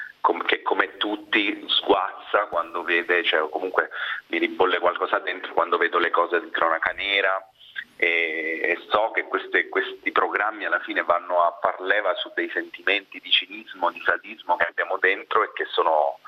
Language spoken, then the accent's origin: Italian; Chieti, Abruzzo, Italy; also born or lived in Vasto; non sono nato ad Acitrullo, però sono nato a Chieti, cioè a Vasto, è cresciuto a Chieti, in Abruzzo, dove è ambientato il film.